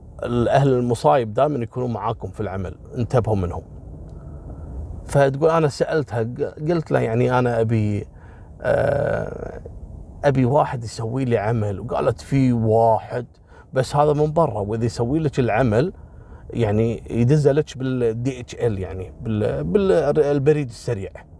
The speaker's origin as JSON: {"language": "Arabic", "country": "Kuwait", "said": "والله مرة صادوا ساحر عندنا في الكويت"}